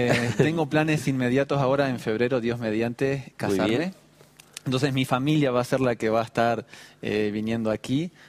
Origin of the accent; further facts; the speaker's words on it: Montevideo, Uruguay; Soy de Uruguay, Montevideo.